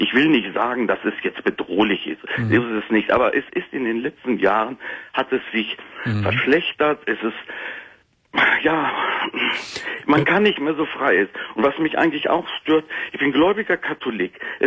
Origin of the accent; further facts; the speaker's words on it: Cologne, North Rhine-Westphalia, Germany; born there; Ich bin geborener Kölner.